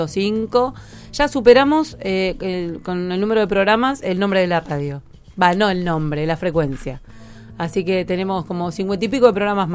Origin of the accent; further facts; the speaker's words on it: Argentina; Soy una argentina que no juega al truco, bueno, sí.